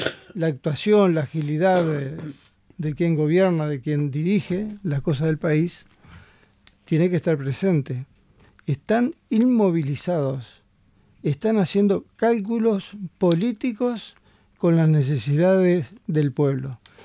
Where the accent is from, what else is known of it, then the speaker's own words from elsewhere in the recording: Maldonado, Uruguay; yo soy de Maldonado, a su vez, allá en la zona de Maldonado hay grandes emprendimientos de plantaciones de árboles